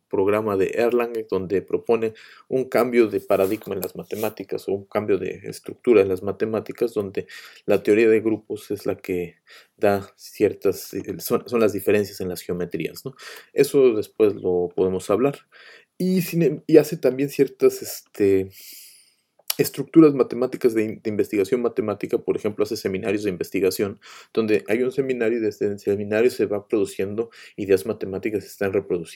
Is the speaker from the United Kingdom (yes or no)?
no; Mexico; moved away; somos mexicanos en el sentido que nací en ese país porque me tocó nacer, pero pues uno se va moviendo y va migrando, y pues yo pensé que iba a regresar, ¿no? Pronto, y pues no he regresado.